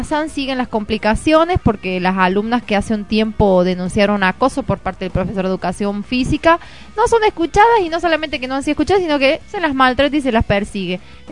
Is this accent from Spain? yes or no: no; Argentina; así somos los argentinos, somos como una rueda